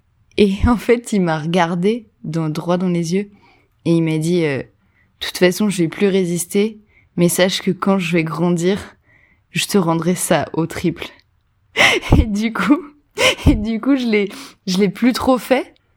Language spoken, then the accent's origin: French; Hauts-de-France, France; now in Paris, France; je viens du Nord-Pas-de-Calais, j'ai grandi dans le Nord à peu près toute ma vie. J'habite à Paris maintenant